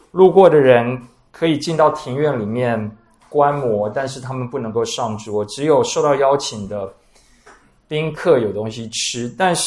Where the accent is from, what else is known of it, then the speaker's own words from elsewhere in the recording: Taiwan; 可能就是我们台湾人所谓的占婢的女人